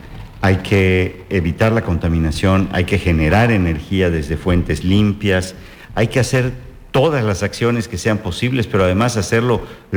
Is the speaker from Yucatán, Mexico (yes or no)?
yes; Yucatán, Mexico; me siento muy orgulloso como yucateco